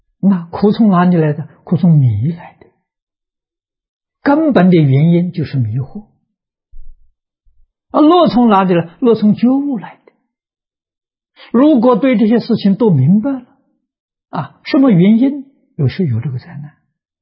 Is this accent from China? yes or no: yes; China; 我们中国人算虚岁